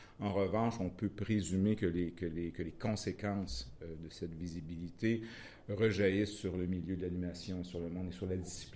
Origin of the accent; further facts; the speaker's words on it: Quebec, Canada; je peux dire au moins que chez nous, au Québec, on constate un intérêt